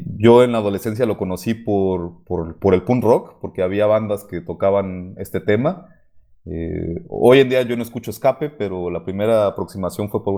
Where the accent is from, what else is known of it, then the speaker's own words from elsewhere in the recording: Mexico; Bueno, soy de mi país, sonó medio feo, pero pues, qué está pasando aquí en el territorio mexicano o en esta región